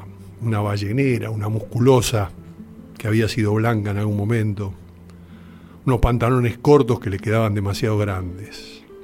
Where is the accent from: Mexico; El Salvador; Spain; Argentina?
Argentina; Yo, como argentino, no conocía demasiado